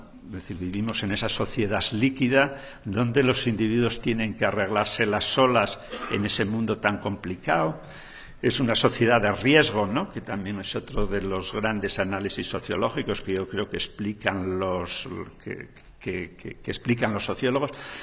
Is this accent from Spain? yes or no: yes; Asturias, Spain; en un grupo de población de la tierra donde yo soy, de Asturias